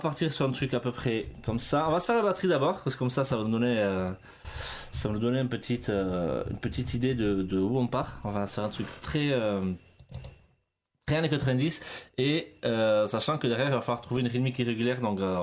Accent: Grand Est, France; Le 88, c'est parce que je viens des Vosges.

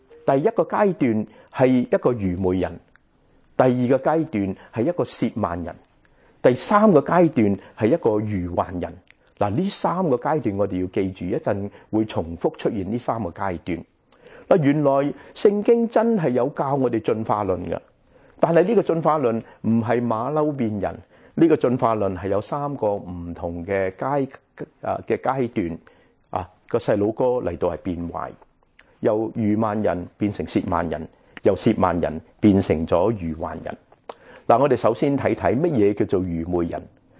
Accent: Guangdong, China; 我们广东人说招积

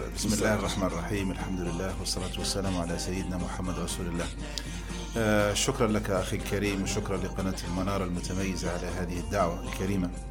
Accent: Benghazi, Libya; فالبيئة اللي تربيت فيها في بنغازي

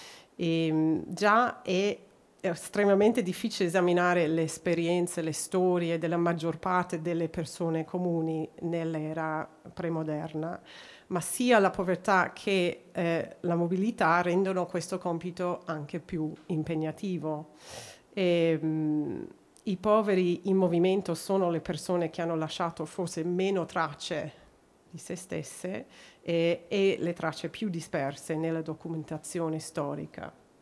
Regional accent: Australia; Italian is a second language; non sono austriaca o tedesca, sono australiana, quindi vi chiedo scusa di non né poter parlare in tedesco e solo nel mio italiano non perfetto.

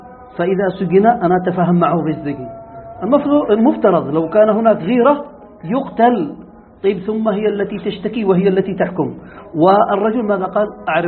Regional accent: Yemen; هذه اللغة موجودة عندنا في اليمن،

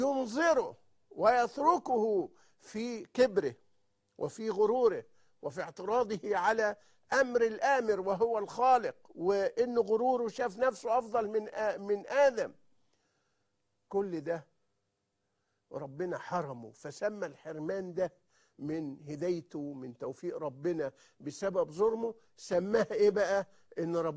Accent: Egypt; ولكن بمثل شائع جدا عارفينه عندنا في مصر

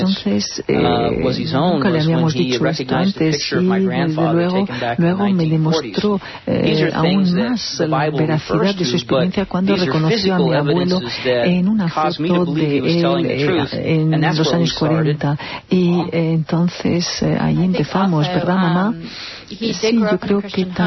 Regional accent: Imperial, Lima, Peru; mis padres se las arreglan para que en Imperial, mi pueblo, yo siga siendo un niño normal

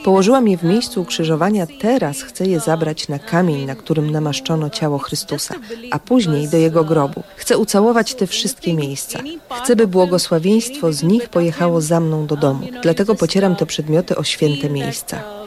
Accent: India; Jestem z Indii … Przyjechałam tu po raz pierwszy.

